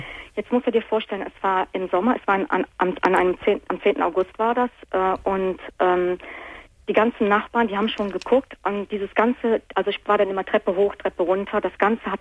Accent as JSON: {"language": "German", "country": "Italy", "said": "Richtig, ich bin Italienerin, genau."}